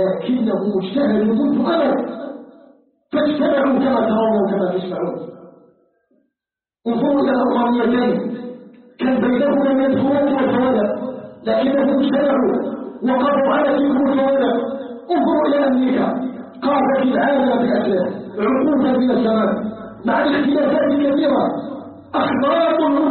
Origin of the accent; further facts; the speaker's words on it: Algeria; أن يجعل بلدنا الجزائر بلدا آمنا مطمئنا مجتمعا متآلفا متحادا